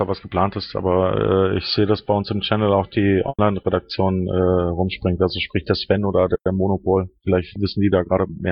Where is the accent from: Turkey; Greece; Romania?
Greece; ich bin ja selber Grieche